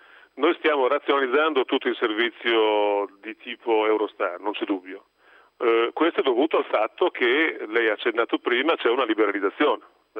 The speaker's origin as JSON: {"language": "Italian", "town": "Rimini", "region": "Emilia-Romagna", "country": "Italy", "said": "io sono anch'io dell'Adriatica, vengo da Rimini."}